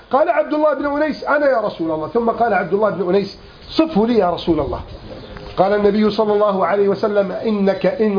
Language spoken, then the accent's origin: Arabic; Egypt; كم رأينا بفضل الله في بلدنا مصر